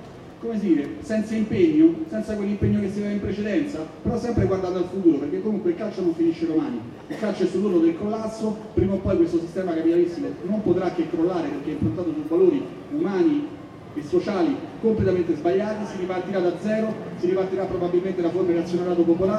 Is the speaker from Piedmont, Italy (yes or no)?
no; Rome, Lazio, Italy; visto che sono di Roma